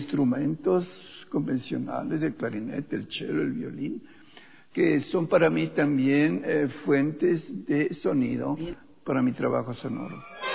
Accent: Quito, Pichincha, Ecuador; born there; nací en el Ecuador, en Quito precisamente en 1938

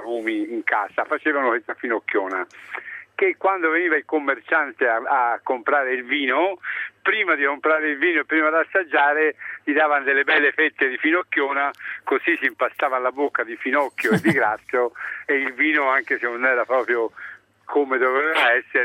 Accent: Greve in Chianti, Tuscany, Italy; Io sono di Greve

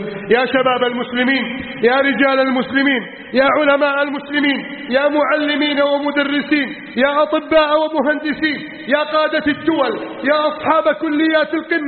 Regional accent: Egypt; اللهم احفظ بلدنا مصر من كيد الكائدين وحقد الحاقدين وتسلط المجرمين

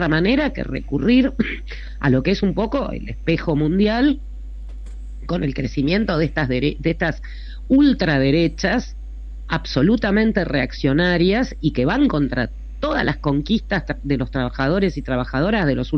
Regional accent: Argentina; Alguien que no sabía nada de cómo somos los argentinos

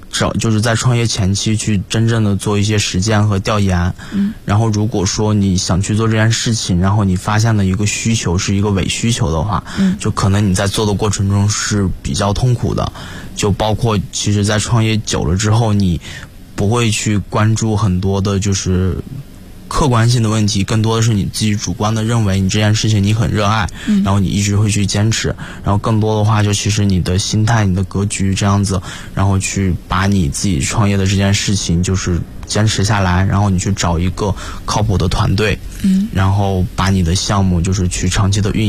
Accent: Inner Mongolia, China; 我自己来自于内蒙古，其实内蒙古的教育一直是处于一个

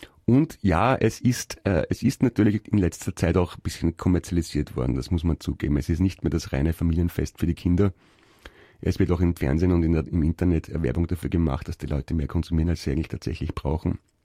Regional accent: Naples, Campania, Italy; accent: Neapolitan; first language Italian; German is a second language; Ja, meine Damen und Herren, das war eine Begrüßung meiner Muttersprache, dem Italienischen, mit einem Einschlag ein bisschen aus Neapel. Da haben wir ein bisschen einen anderen Akzent als in Süditalien bzw. als in Rom.

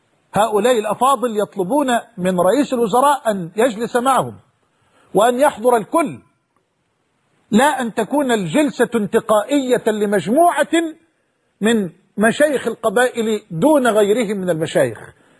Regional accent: Egypt; وأسأل الله سبحانه وتعالى أن يحفظ بلدنا مصر

